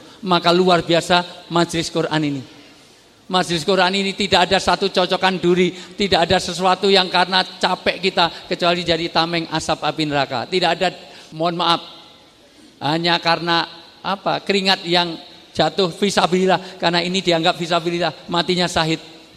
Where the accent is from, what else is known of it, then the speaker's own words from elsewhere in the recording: Java, Indonesia; Saya senang orang Jawa karena saya orang Jawa.